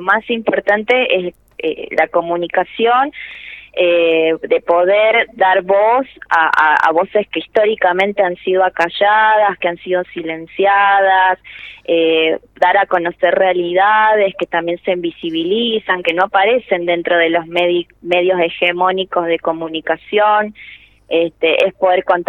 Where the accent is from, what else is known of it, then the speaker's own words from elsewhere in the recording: Chaco, Argentina; yo soy de Chaco y me vinculo al proyecto hace 3 años